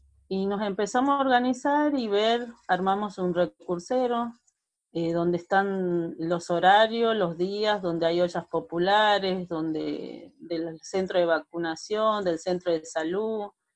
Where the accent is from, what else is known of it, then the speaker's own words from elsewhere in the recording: Salta, Argentina; now in Buenos Aires, Argentina; soy salteña, soy del norte de la Argentina. Estoy acá en Villa Fátima hace 27 años